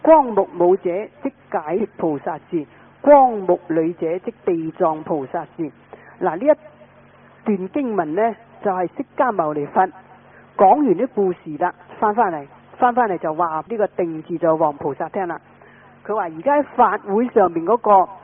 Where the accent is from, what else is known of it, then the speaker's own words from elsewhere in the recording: Guangdong, China; 因为我们广东话呢就讲方话和妄语，就叫做讲大话